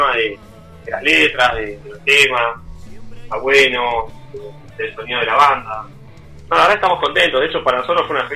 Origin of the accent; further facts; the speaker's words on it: Tigre, Buenos Aires Province, Argentina; banda de Zona Norte, donde todos somos de Tigre